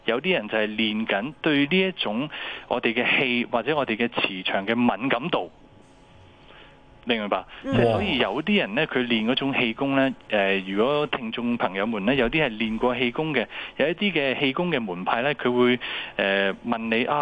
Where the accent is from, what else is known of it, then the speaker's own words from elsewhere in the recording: China; 因为我哋中国人有一句说话咧，叫做一元之始，万象更新。